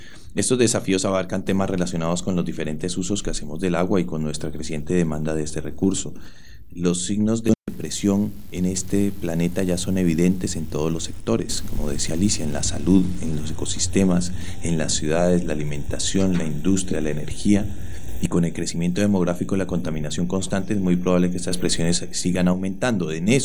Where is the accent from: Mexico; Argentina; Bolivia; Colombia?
Colombia; Yo me acuerdo cuando era niño allá en Colombia